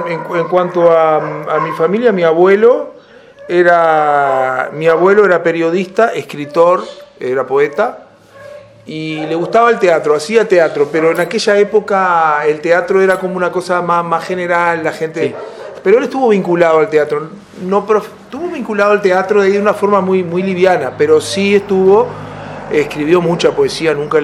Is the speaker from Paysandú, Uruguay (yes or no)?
no; San Ramón, Canelones, Uruguay; also born or lived in Montevideo; Y me crié acá en San Ramón, nací en Montevideo, en el Círculo Católico. Viví toda la vida acá en San Ramón